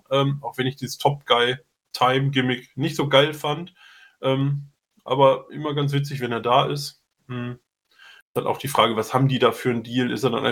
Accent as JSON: {"language": "German", "region": "North Rhine-Westphalia", "country": "Germany", "said": "Also wir kommen halt aus NRW, also auch aus der Nähe."}